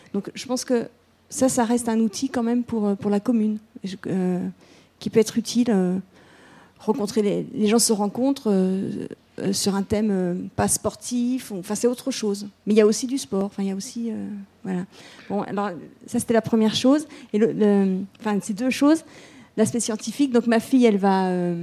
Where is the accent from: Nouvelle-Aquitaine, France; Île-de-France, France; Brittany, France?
Brittany, France; Plozévet; je lui dis que je suis de Plozévette